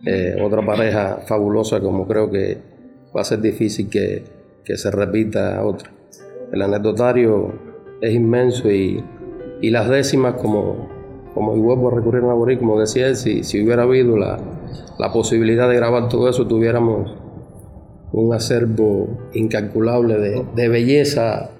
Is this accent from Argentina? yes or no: no; Cuba; born there; todos los improvisadores que nacimos en Cuba